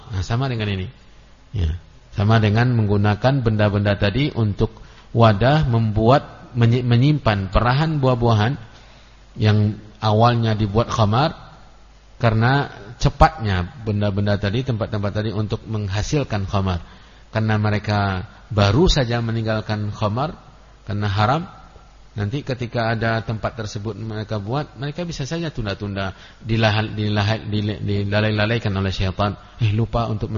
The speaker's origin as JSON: {"language": "Indonesian", "town": "Kampar", "region": "Riau", "country": "Indonesia", "tie": "born or raised there", "said": "saya dalam bahasa Kampar itu, ya, khusus di kampung saya, itu ada istilah-istilah benda yang saya tidak mengetahui maknanya"}